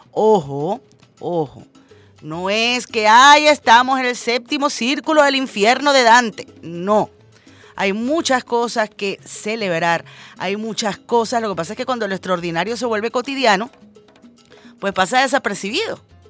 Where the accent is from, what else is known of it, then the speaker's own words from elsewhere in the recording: Venezuela; vivimos en Venezuela sin distingo de raza, religión, partido político, todos y todas somos venezolanos